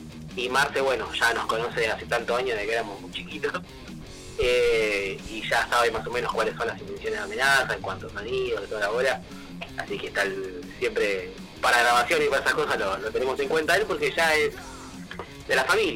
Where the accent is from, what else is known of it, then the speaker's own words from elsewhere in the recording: José C. Paz, Buenos Aires Province, Argentina; José Cepaz, zona norte, mitad norte, mitad oeste, estamos justo en el zona noroeste, digamos, de Gran Buenos Aires, sí.